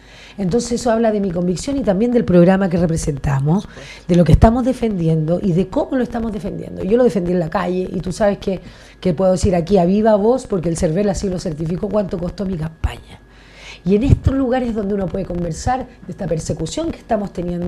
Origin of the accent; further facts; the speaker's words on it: Santiago Metropolitan, Chile; also born or lived in Estación Central; Entonces vengo del Chile más Chile, del Chile que nadie puede discutir, del que nadie puede renunciar tampoco.